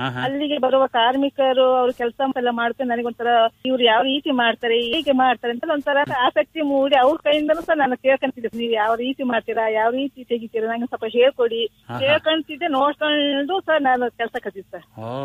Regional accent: Karnataka, India; ತಂದೆ ಪೊಲೀಸ್ ವೃತ್ತಿಯಲ್ಲಿದ್ದರಿಂದ ನನ್ನ ಹುಟ್ಟೂರು ಎಲ್ಲ ಚಿಕ್ಕಮಗಳೂರು ಜಿಲ್ಲೆಯಲ್ಲೇ ಆಯ್ತು ಸರ್. ನನ್ನ ವಿದ್ಯಾಭ್ಯಾಸ ಶೃಂಗೇರಿ, ಚಿಕ್ಕಮಗಳೂರು, ಮೂಡಿಗೆರೆ, ಕೊಪ್ಪ, ತರೀಕೆರೆ, ಚಿಕ್ಕಮಗಳೂರು ಜಿಲ್ಲೆಯಲ್ಲೇ ಆಯ್ತು ಸರ್.

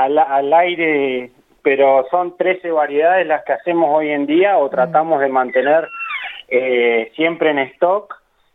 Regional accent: Santa Rosa, La Pampa, Argentina; moved away as an adult; yo soy nacido y criado acá en Santa Rosa, sí. Pero a los 18 años me fui a estudiar a Tandil, de la familia por parte de mi madre es de allá

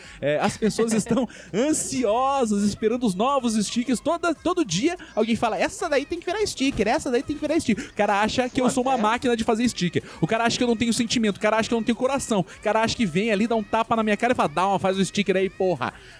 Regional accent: Curitiba, Paraná, Brazil; eu queria ser feliz, mas eu sou curitibano.

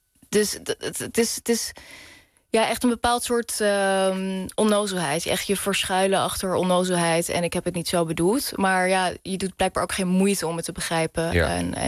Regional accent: The Hague, South Holland, Netherlands; Ik kom uit Den Haag, zij komt uit Leiden, heel lief. Dus we hebben allebei een beetje die R. Dat is eigenlijk een regionale R.

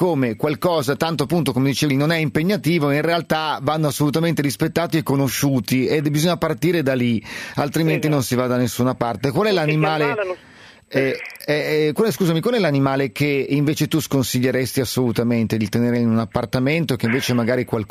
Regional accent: Milan, Lombardy, Italy; adesso io conosco qui perché sono di Milano

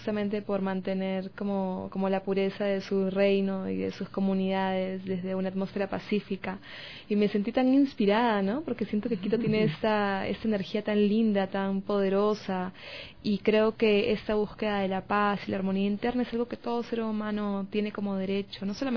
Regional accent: Peru; Sí, soy peruana

